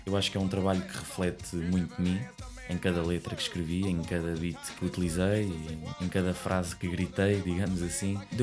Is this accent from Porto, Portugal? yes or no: no; Odivelas, Lisbon, Portugal; Como sabes, sou de Odivelas e esta terra é muito rica em termos de música urbana.